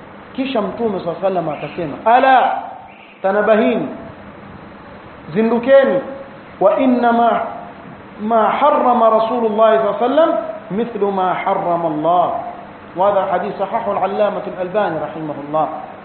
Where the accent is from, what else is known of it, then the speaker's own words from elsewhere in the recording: Mombasa, Mombasa County, Kenya; Wazee wa vijiweni kule kwetu Mombasa